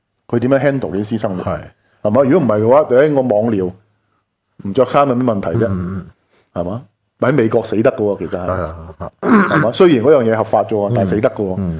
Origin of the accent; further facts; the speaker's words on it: Hong Kong; 而呢件事，我觉得亦都系令到我哋香港人好多时咧好善忘。